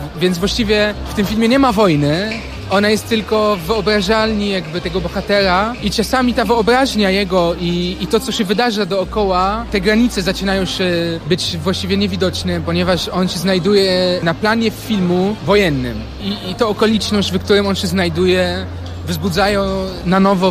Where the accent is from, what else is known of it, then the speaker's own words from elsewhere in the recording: Syria; ja jestem z Syrii, a on jest z Polski